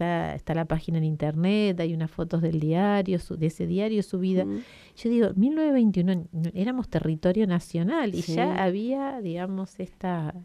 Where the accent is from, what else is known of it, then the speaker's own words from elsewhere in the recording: Quemú Quemú, La Pampa, Argentina; Y yo no soy de Toay, no soy de Santa Rosa, pero hace muchos años que vivo por acá. Pero en la infancia mía, viviendo en localidades del norte, yo me crié en la zona de Quemuquemú y Colonia Barón